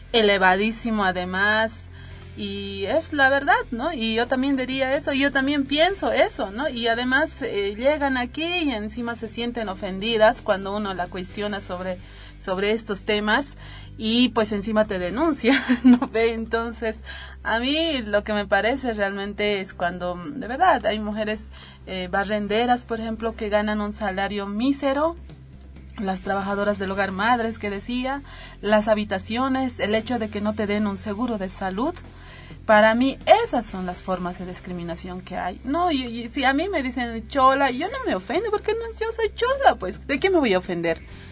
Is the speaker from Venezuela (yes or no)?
no; Bolivia; porque yo soy boliviana